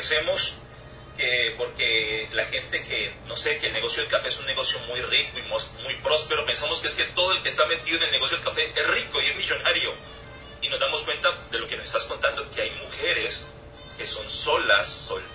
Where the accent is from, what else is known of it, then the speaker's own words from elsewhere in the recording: Cali, Valle del Cauca, Colombia; personas de mi tierra, de Colombia y de Cali